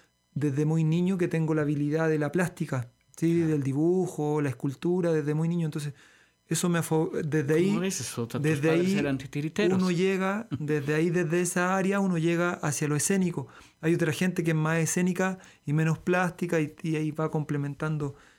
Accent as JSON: {"language": "Spanish", "town": "Santiago", "region": "Santiago Metropolitan Region", "country": "Chile", "said": "Soy chileno, de Santiago de Chile."}